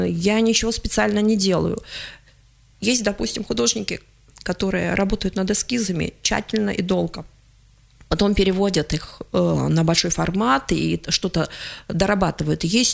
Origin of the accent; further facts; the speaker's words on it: Krasnoyarsk, Krasnoyarsk Krai, Russia; moved away as an adult; Дело в том, что я уехала рано очень из Красноярска. Я не хотела отсюда уезжать.